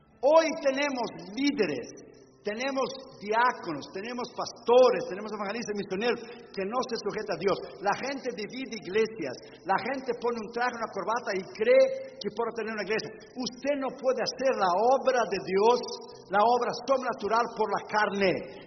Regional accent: Brazil; Spanish is a second language; yo estoy de un tiempo, de la escuela dominical cuando era niño en Brasil.

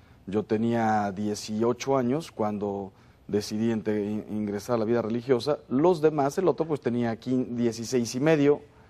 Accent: Puebla, Mexico; Yo soy de Puebla, México. Nací en el 1966 en el seno de una familia normalísima.

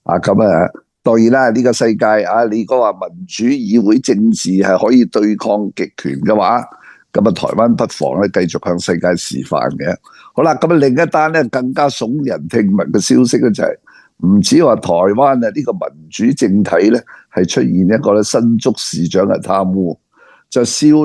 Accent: Hong Kong; 嗰个方丈咧一见到我系香港嚟咧，

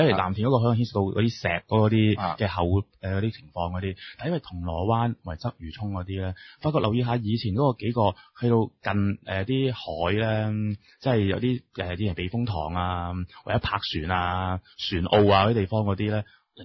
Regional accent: Hong Kong; 呢個永遠都係我哋香港人嘅一個集體記憶嚟㗎啦

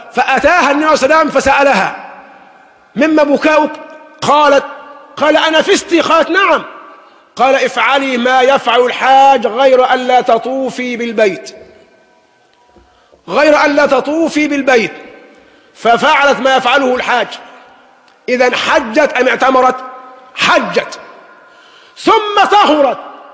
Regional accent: Egypt; لكن نحن كمصريين بالذات أدمنا أن نسير بالرخص المزورة

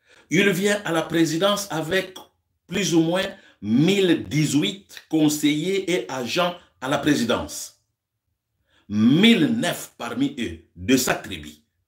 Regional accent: DR Congo; Nous avons connu deux présidents chez nous au Congo.

